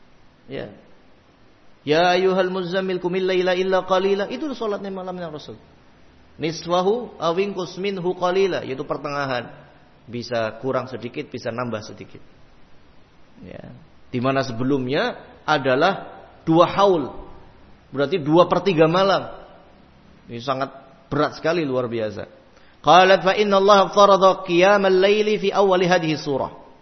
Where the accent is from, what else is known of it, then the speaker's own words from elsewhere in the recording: Java, Indonesia; Harus enggih-enggih, harus monggo-monggo, walaupun saya orang Jawa.